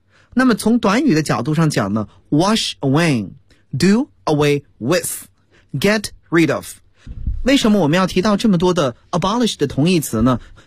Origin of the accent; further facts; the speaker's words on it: China; 但是我们中国人在国外购物时，你买的东西是要发票的